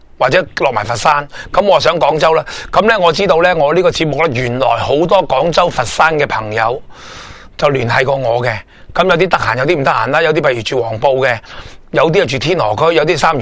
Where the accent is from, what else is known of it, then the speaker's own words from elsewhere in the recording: Hong Kong; 我系身为一个香港人嘅熟悉，其实都唔及你哋内地本身生活紧